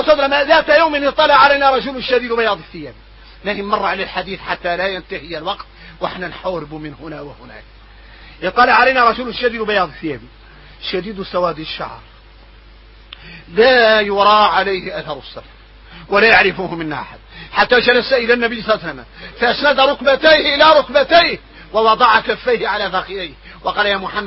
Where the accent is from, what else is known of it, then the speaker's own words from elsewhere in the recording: Mauritania; واحنا موريتاني عندنا عقلية خويسة